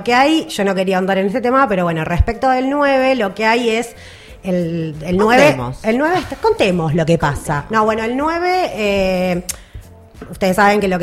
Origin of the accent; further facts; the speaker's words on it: Buenos Aires Province, Argentina; Hay un trenazo también para las que somos de Zona